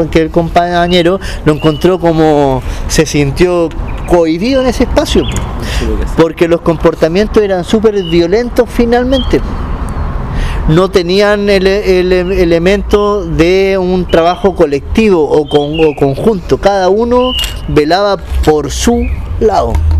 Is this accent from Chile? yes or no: yes; Valparaíso, Chile; En Valparaíso, yo que soy de Valpo, a la hora de los saqueos se iban.